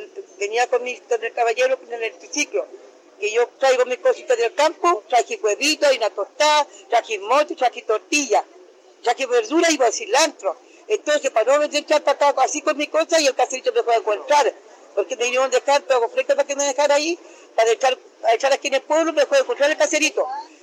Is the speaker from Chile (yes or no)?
yes; Maquehue, Araucanía, Chile; soy de Maquehue.